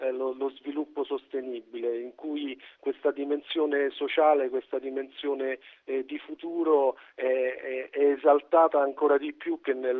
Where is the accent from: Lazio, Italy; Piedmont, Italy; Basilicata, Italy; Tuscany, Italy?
Lazio, Italy; Rome; Ma io sono romano, vivo a Roma